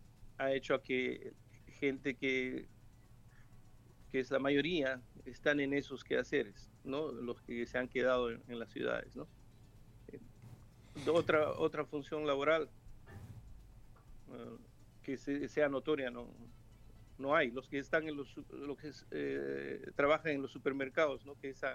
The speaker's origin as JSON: {"language": "Spanish", "country": "Peru", "lives_now": "Ukraine", "said": "no somos muchos peruanos, no éramos muchos peruanos en Ucrania"}